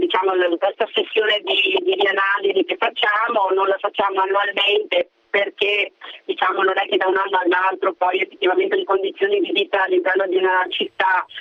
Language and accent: Italian; Padua, Veneto, Italy; Io sono padovana e quindi è una città che è stata esclusa in realtà da questa graduatoria.